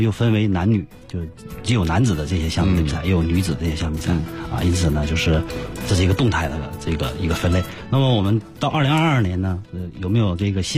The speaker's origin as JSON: {"language": "Chinese", "town": "Tonghua", "region": "Jilin", "country": "China", "tie": "born or raised there", "moved": "as an adult", "lives_now": "Beijing, China", "said": "也就意味着我是通化人我吉林的通化人"}